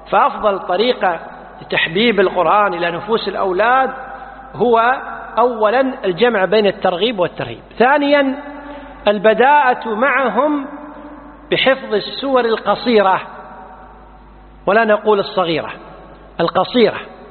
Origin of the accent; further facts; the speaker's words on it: Kuwait; مثل الآن عندنا بالكويت